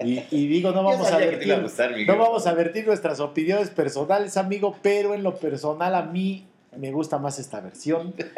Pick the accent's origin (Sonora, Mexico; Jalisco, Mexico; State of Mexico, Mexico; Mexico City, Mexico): Mexico City, Mexico; nos dicen chilangos a los que venimos de acá del Distrito Federal y viajamos a otros lugares de la República.